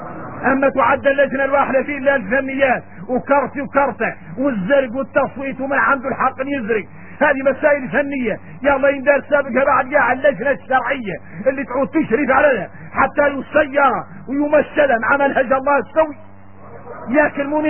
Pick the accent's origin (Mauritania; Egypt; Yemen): Mauritania; احنا موريتاني